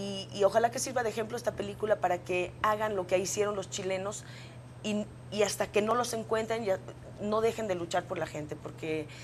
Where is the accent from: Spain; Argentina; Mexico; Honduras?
Mexico; yo siempre defiendo mucho México porque antes que nada yo soy mexicana